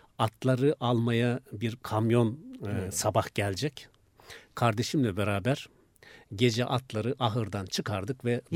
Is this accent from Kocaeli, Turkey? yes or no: no; Konya, Turkey; Bizim köy tam Konya-Isparta sınırındadır aslında.